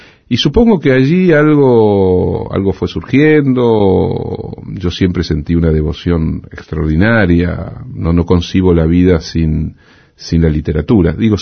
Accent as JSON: {"language": "Spanish", "country": "Argentina", "moved": "as an adult", "said": "experiencia europea, había pensado en irme, y el golpe adelantó lo que había sido una decisión, y me fui de la Argentina por unos años, el 30 de marzo del 76, en un momento tremendo, ¿no?"}